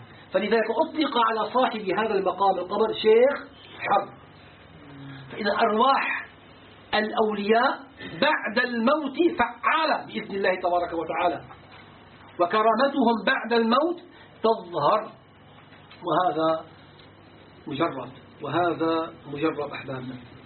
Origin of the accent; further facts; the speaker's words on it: Syria; أرادت جهة الآثار عندنا في الشام